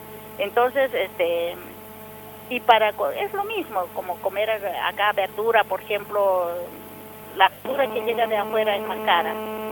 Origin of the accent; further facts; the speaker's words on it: Oruro, Bolivia; now in Mendoza, Argentina; soy procedente de Oruro, Bolivia.